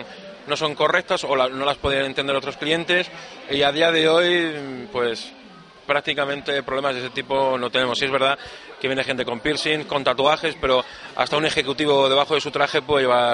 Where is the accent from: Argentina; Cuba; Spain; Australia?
Spain; Mallorca, Balearic Islands; now in Lanzarote, Spain; se entiende por mi acento que no soy de la isla, soy de otra isla, soy de Mallorca, pero llevo aquí ya 22 años.